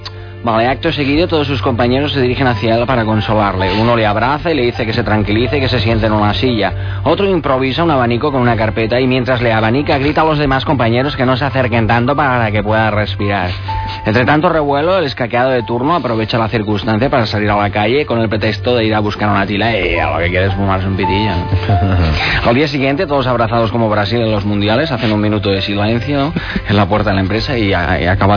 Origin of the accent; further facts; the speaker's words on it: Abrera, Catalonia, Spain; soy de Abrera, yo también, como el Andreu Calamar.